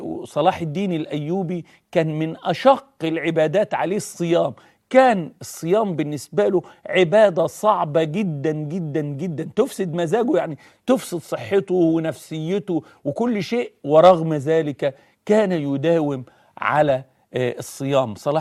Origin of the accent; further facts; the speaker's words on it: Egypt; هو بمثابة زي كده عندنا في مصر زكريا عزمي